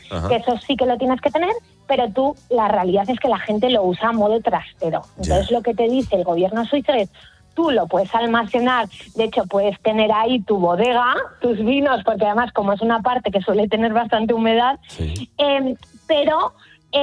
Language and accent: Spanish; Spain; now in Switzerland; nosotros como españoles seguimos mucho toda la actualidad de España y la de Suiza